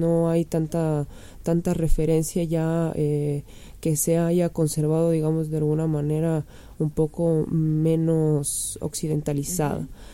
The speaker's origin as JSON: {"language": "Spanish", "country": "Ecuador", "said": "Yo soy de Ecuador. Desde hace 6 meses estoy viajando"}